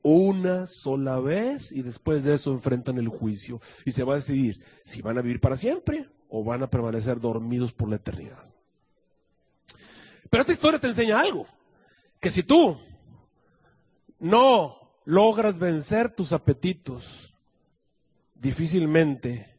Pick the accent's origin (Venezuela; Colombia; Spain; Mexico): Mexico; cómo somos los mexicanos o cómo somos los seres humanos, o los que asistimos a la iglesia, los adventistas